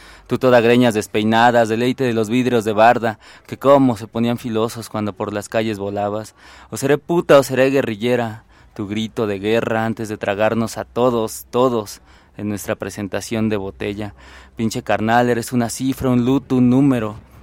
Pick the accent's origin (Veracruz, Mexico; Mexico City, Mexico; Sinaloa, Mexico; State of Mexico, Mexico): State of Mexico, Mexico; Nezahualcóyotl; yo vengo de Nesa y allá la cuestión de los feminicidios, no solo en Nesa, en todo el Estado de México